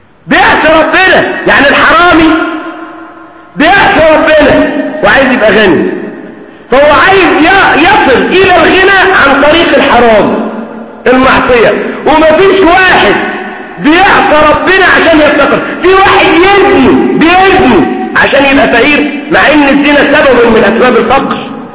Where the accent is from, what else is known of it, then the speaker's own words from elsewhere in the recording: Egypt; اللي احنا بنسميها كمصريين اتكرع يعني